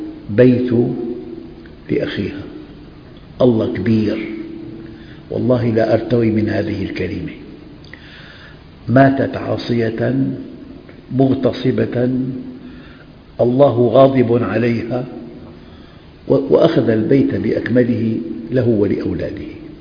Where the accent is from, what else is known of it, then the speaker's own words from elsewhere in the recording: Syria; عندنا في الشام